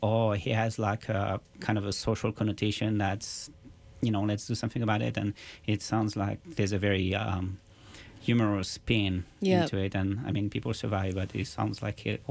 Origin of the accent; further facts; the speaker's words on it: France; moved away; Yeah, I've left France for 17 years, and so some of the things that used to be really okay now are like not as politically correct.